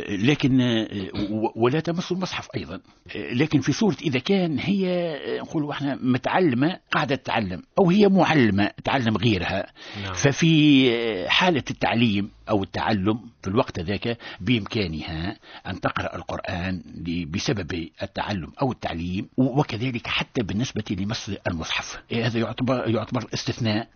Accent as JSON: {"language": "Arabic", "country": "Tunisia", "said": "وهو المثال المعتاد عندنا في تونس"}